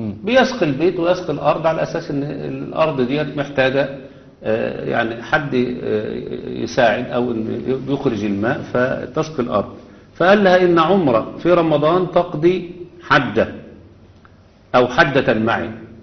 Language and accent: Arabic; Egypt; إحنا عندنا في مصر مثلا على سبيل المثال لو في ابن وحيد، ابن وحيد خلاص بياخد إعفاء من الجيش.